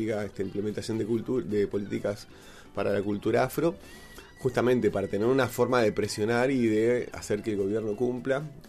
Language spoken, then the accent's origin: Spanish; Buenos Aires, Argentina; born there; Nosotros nacimos en Buenos Aires, en mi caso en un departamento, en otras casas, en casas de familias, no en un contexto cultural de un barrio montevideano, mucho menos de una familia candombera uruguaya